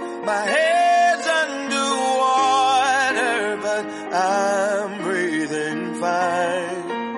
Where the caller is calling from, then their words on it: Yilan County, Taiwan; 我是宜兰的